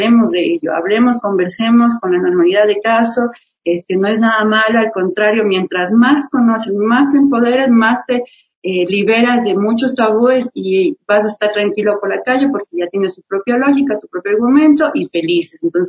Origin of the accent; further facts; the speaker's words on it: Baños, Tungurahua, Ecuador; now in Quito, Ecuador; yo soy de Baños, de Agua Santa, y allá yo vengo acá, mi querido Quito maravilloso, ya 12 años de acá, y estoy pues en Argentina, en Bellas Artes, ahí realización audiovisual